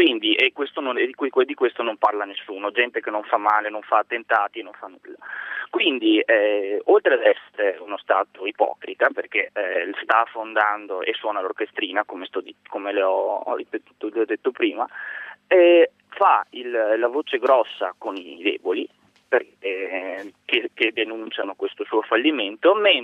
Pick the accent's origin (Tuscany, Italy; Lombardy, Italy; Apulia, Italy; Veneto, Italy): Veneto, Italy; nella mia terra, nel Veneto